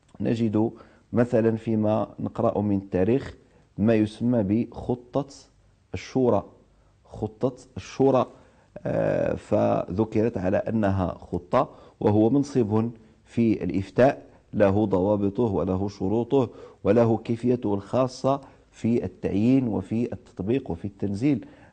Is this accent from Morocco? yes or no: yes; Morocco; لأحد المؤرخين عندنا في المغرب